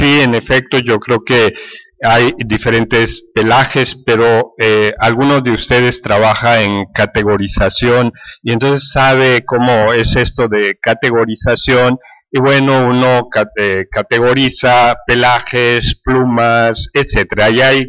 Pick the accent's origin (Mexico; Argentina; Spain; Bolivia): Mexico; en términos de mi experiencia como mexicano